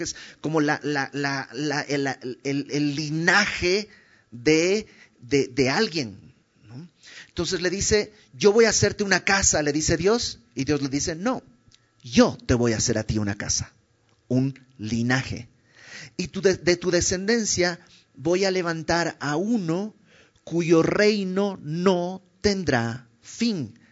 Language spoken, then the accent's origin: Spanish; Bolivia; yo soy de Bolivia y en mi pueblo hace algunas generaciones los hijos le hablaban de usted al papá